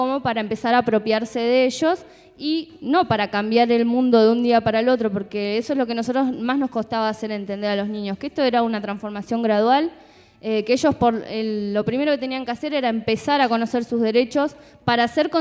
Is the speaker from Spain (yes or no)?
no; Chubut, Argentina; also born or lived in La Plata; Me fui a trabajar allá a mi provincia, yo soy de Chubut.